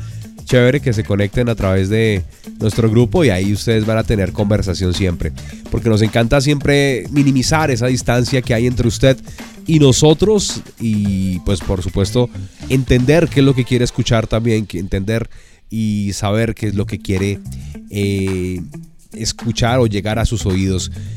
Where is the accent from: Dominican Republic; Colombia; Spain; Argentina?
Colombia; así somos los colombianos.